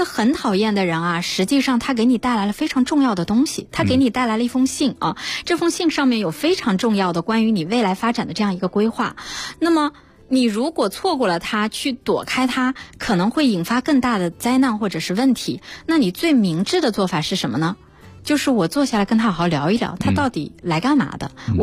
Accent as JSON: {"language": "Chinese", "country": "China", "said": "因为我们中国人其实是比较内敛的"}